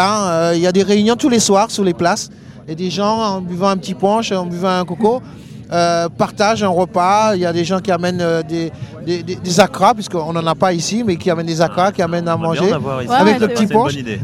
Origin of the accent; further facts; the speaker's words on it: Martinique; Moi je suis natif de la Martinique, oui.